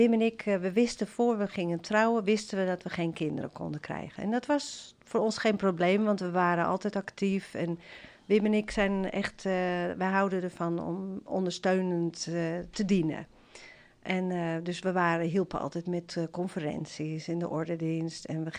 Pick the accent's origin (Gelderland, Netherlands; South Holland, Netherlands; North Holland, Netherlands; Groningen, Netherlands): North Holland, Netherlands; Amsterdam; Ik ben in Amsterdam geboren en getogen. Mijn moeder was Nederlands hervormd.